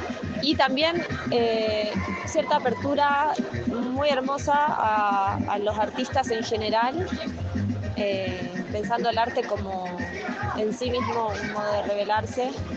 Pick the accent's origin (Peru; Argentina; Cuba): Argentina; tengo 30 años, soy de Argentina y justo me tuve la suerte de estar en México